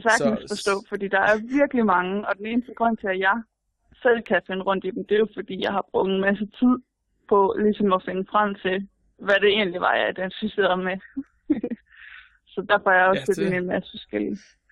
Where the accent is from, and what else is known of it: Aarhus, Central Denmark Region, Denmark